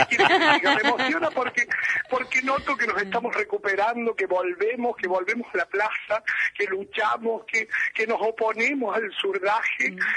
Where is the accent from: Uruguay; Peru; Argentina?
Argentina; Somos muchas mujeres argentinas escuchando la radio a esta hora